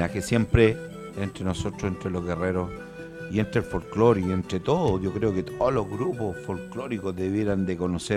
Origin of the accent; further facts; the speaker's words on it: Chile; la hegemonía de nuestra patria, cómo somos como chilenos.